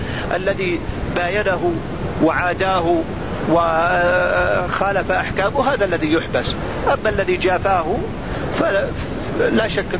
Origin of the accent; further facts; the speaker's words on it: Saudi Arabia; وعندنا في السعودية هنا بالآلاف المؤلفة